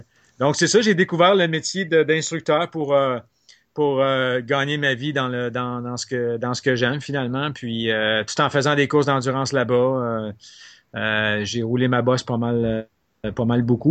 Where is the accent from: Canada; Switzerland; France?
Canada; Laval, Quebec; En fait, j'ai grandi à Laval.